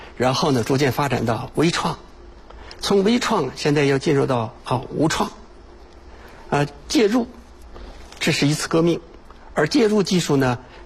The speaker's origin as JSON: {"language": "Chinese", "country": "China", "said": "解放前影响我们中国人寿命"}